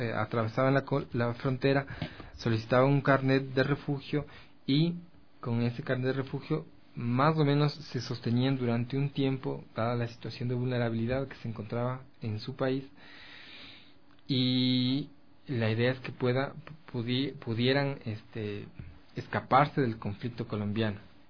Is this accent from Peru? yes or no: no; Ecuador; Los ecuatorianos fuimos víctimas de esta xenofobia en otros países, en Europa, en Estados Unidos.